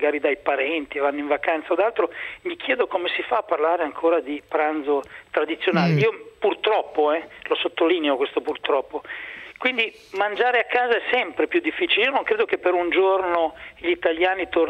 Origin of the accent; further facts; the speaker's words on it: Emilia-Romagna, Italy; perché io sono della scuola dei cappelletti, essendo romagnolo